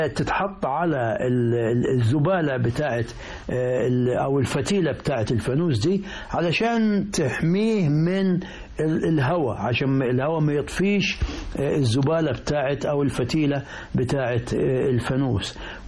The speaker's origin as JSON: {"language": "Arabic", "town": "Al-Rahmaniyya Qibli", "region": "Qena Governorate", "country": "Egypt", "tie": "born or raised there", "said": "أنا أذكر في قريتي الرحمانية قبلي في مركز نجي حمادي محافظة قنا"}